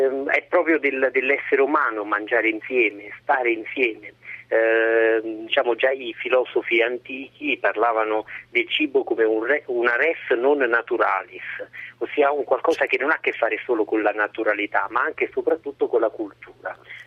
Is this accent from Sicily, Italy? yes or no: no; Sora, Lazio, Italy; vicino Cassino, a Sora, la mia città natale.